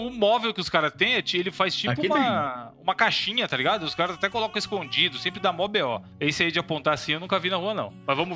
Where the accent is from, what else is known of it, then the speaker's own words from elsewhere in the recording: Brazil; Ah, sou do Brasil, mano, não sei.